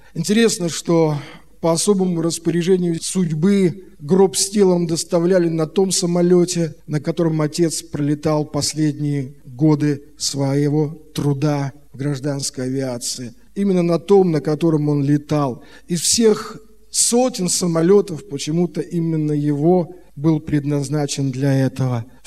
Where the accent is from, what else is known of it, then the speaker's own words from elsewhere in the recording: Saint Petersburg, Russia; Я родился 12 августа 1961 года. Родился в Петербурге, наша семья была, в общем-то, самой обычной семьей.